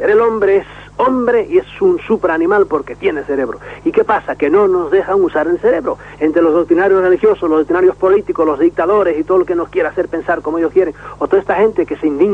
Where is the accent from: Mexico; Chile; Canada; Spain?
Spain; Galicia; parece que tengo algún acentito, pero nada, soy gallego químicamente puro.